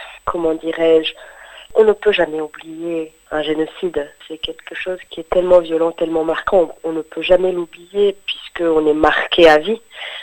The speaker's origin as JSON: {"language": "French", "country": "France", "said": "en tant que Français, on peut ne pas rester indifférent"}